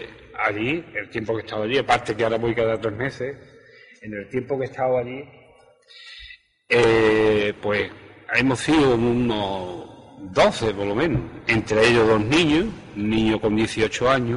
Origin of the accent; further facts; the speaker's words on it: Yaiza, Canary Islands, Spain; Otra cosa que quiero llamar a la sociedad de mi pueblo, de mi municipio, de Yaiza